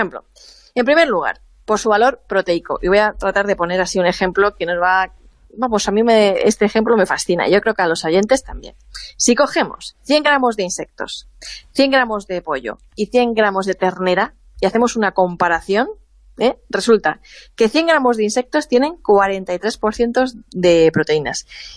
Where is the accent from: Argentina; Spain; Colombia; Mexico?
Spain; Levante; en mi pueblo, en mi zona, en los pueblos de interior, por esta zona de Levante y del sur mediterráneo